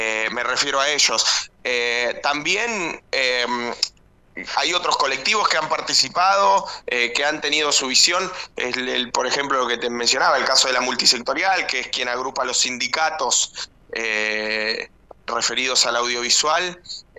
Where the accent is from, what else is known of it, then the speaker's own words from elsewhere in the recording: Lomas de Zamora, Buenos Aires Province, Argentina; yo soy de Lomas, y un senador que integra la comisión de presupuesto es también de acá de Lomas.